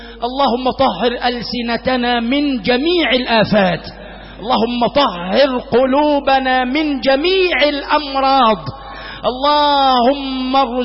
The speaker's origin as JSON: {"language": "Arabic", "country": "Egypt", "said": "اللهم اجعل بلدنا مصر وسائر بلاد"}